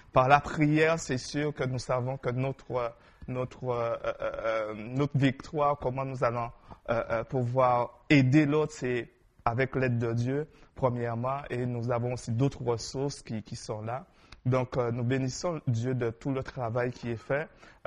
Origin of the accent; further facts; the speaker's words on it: St. Martin; Parce que je viens de l'île de Saint-Martin, ça me fait penser à la plage.